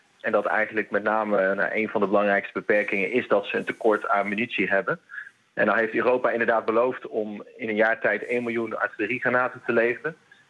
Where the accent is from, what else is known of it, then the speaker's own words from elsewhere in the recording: Kaatsheuvel, North Brabant, Netherlands; En ik ga zo meteen naar Kaatsheuvel, waar ik opgegroeid ben.